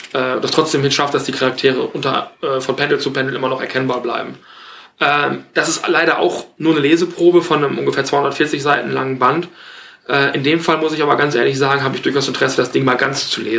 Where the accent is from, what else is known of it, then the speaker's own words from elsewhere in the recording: West Germany, Germany; Ich bin aber auch so in den 80ern geboren, ich bin im Westen aufgewachsen.